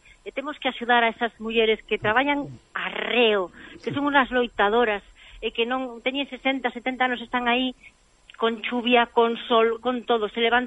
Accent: Galicia, Spain; Para min, o maior orgullo que teño como cociñeira, como galega, é que tantísima xente de moitos sitios se senta a comer a miña casa e sinte o que é Galicia, non?

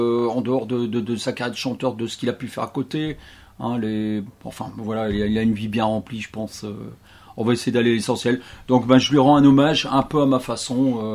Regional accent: France; même comme chez nous en France

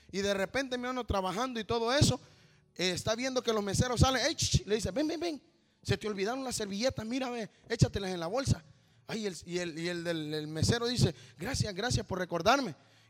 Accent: Honduras; Yo soy hondureño. Con eso le estoy diciendo, no soy salvadoreño, no soy mexicano.

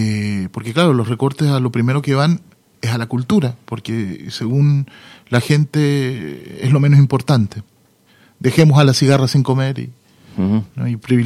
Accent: Chile; Entonces yo crecí entre chilenos que añoraban poder volver a su tierra

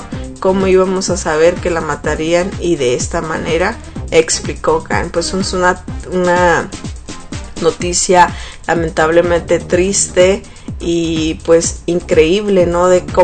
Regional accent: Mexico; Esperemos que gane México, para todos los que somos mexicanos

